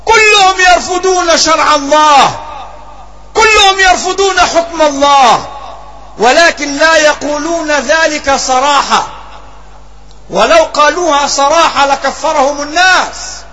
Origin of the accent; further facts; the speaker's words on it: Egypt; في بلدنا مصر ستجرى انتخابات قريبة